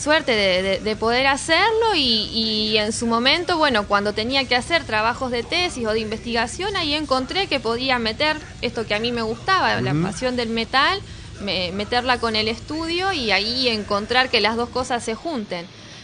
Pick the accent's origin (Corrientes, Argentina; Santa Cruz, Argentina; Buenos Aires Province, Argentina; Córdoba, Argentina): Buenos Aires Province, Argentina; Tandil; Yo soy de Tandil, sí.